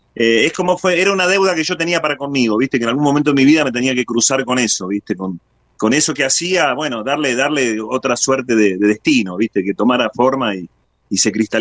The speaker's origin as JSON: {"language": "Spanish", "region": "Buenos Aires", "country": "Argentina", "tie": "born or raised there", "said": "Yo soy oriundo de Buenos Aires, pero de Buenos Aires me fui a hacer ratazo, digamos."}